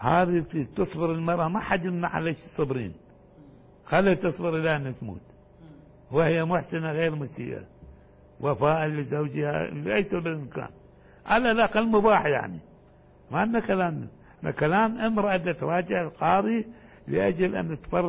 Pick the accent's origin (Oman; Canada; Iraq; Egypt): Iraq; لكن جرى الاستعمال عندنا في العراق، ما ادري هنا موجود ام لا